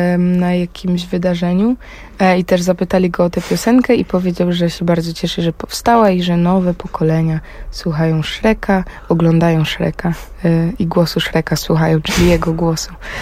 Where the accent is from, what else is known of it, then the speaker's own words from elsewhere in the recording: Silesian Voivodeship, Poland; Tak, no jestem ze Śląska. I czasem się to jeszcze objawia w mojej muzyce